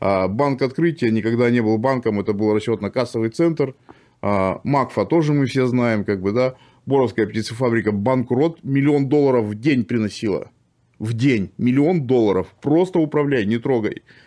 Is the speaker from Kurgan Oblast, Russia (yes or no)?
yes; Kurgan, Kurgan Oblast, Russia; born there; Я просто сам из Курганской области, да, я в Кургане родился.